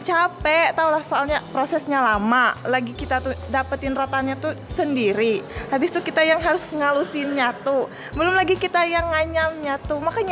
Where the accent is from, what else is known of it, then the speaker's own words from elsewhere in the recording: Central Kalimantan, Indonesia; Terus kami asalnya juga memang dari Bartim.